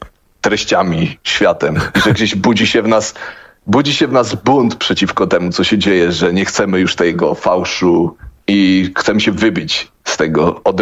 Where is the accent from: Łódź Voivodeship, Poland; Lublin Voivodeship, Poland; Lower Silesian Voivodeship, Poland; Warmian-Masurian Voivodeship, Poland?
Łódź Voivodeship, Poland; Łódź; Jesteśmy z Łodzi.